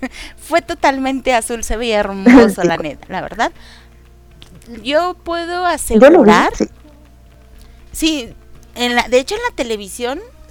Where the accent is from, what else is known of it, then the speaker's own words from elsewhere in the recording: Mexico; yo soy de México.